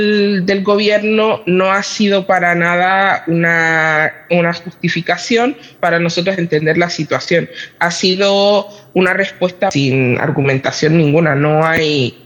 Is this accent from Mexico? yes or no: no; Spain; Yo soy nacional española.